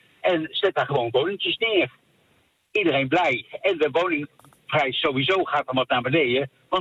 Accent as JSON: {"language": "Dutch", "town": "Bergen op Zoom", "region": "North Brabant", "country": "Netherlands", "said": "Bergen op Zoom."}